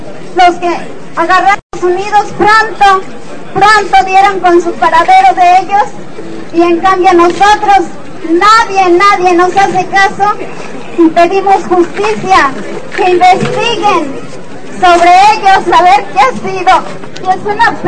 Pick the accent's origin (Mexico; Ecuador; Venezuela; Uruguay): Mexico; Michoacán; Yo vengo de Michoacán también